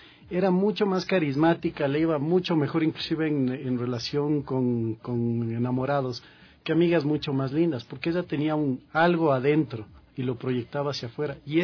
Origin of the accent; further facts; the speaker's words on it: Ecuador; a la final nos movía el corazón como ecuatorianos.